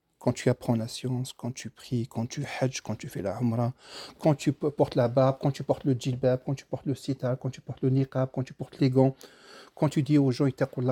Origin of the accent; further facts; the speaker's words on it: Algeria; moi je connais l'Algérie, je suis algérien, je connais l'Algérie.